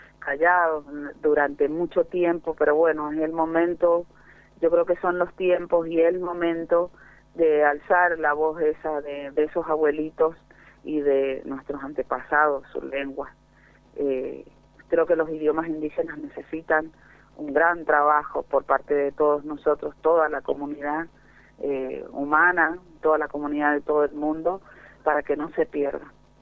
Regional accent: Lavalle, Mendoza, Argentina; en varios departamentos, actualmente Las Heras y La Valle, pero somos originarios de La Valle, de Lagunas del Guanacache, de una parte de los bañados de Guanacache que se llama Laguna La Balsita.

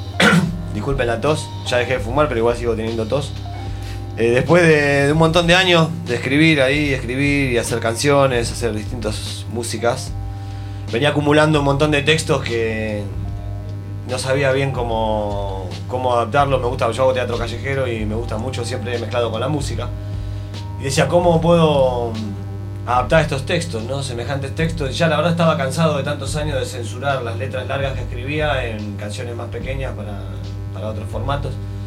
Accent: Buenos Aires, Argentina; de donde yo soy, ¿no? Que soy ahí de Buenos Aires. Y fue saliendo así todo, la verdad. Estaba viviendo en Barcelona en ese momento.

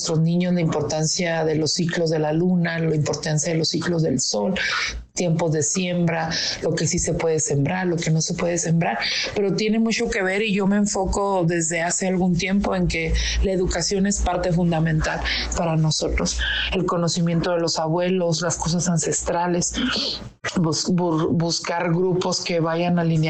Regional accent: Chihuahua, Mexico; soy de Chihuahua, de la Sierra Noroeste, de la comunidad Pimahua.

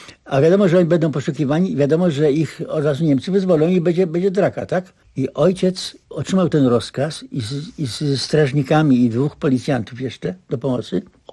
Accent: Nowa Wieś, Greater Poland Voivodeship, Poland; born there; Ja się urodziłem w Nowa Wieś, powiat Szamotuły.

